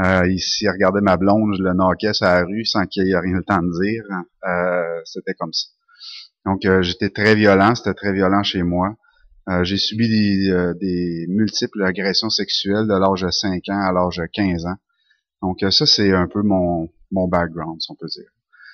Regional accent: Sherbrooke, Quebec, Canada; also born or lived in Saint-Henri; Je suis né à Saint-Henri. J'ai pas grandi là, par contre, ma mère venait de Sherbrooke et ma famille aussi, donc on est déménagé à Sherbrooke tout de suite, très très jeune.

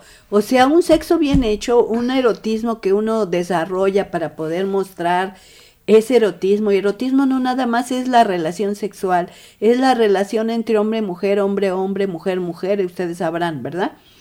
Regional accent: Mexico; que son lo que nos va a matar como mexicanos o mexicanas

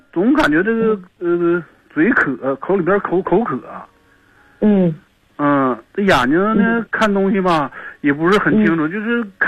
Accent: Harbin, Heilongjiang, China; 我家是黑龙江哈尔滨的。

